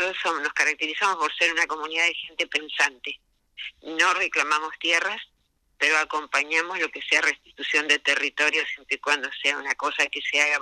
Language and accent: Spanish; Patagonia, Argentina; Si bien yo soy sureña, yo soy patagónica, pero no estoy viviendo allá.